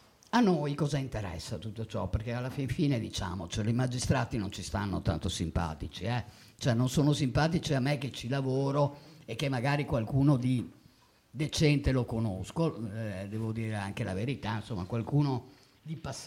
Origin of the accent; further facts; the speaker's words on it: Padua, Veneto, Italy; pur essendo padovano vi assicuro che non è affatto amico mio.